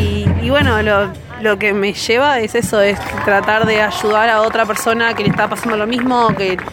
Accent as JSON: {"language": "Spanish", "town": "Los Polvorines", "region": "Buenos Aires Province", "country": "Argentina", "said": "En realidad soy de Polvorines."}